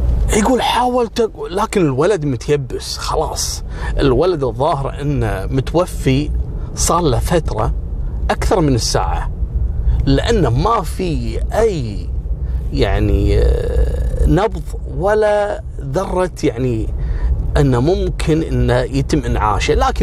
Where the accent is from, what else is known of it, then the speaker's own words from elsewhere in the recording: Kuwait; يعني من أنجح مدراء الفنادق في الثمانينات عندنا في الكويت